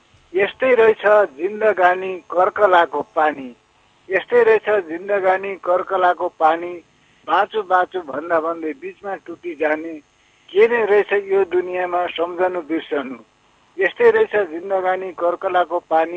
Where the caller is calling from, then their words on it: Lumbini Province, Nepal; म प्युठानको बिजुली छ बैरेनीदेखि